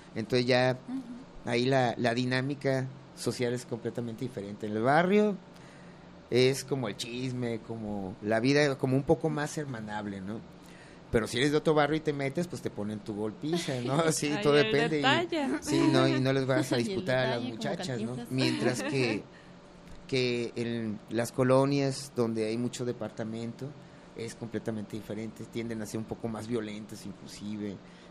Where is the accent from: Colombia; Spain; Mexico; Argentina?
Mexico; Guadalajara, Jalisco; also born or lived in Lagos de Moreno; Yo nací en Lagos de Moreno, pero... Realmente toda mi vida he radicado aquí en Guadalajara desde que tenía un año. Y pues crecí, por decirlo así, porque soy muy chaparro. Sí, en un barrio